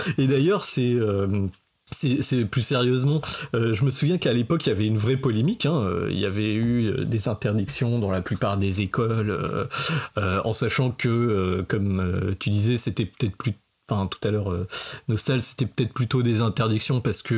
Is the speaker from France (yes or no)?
yes; France; Mais voilà, chez nous, en France, on a eu les associations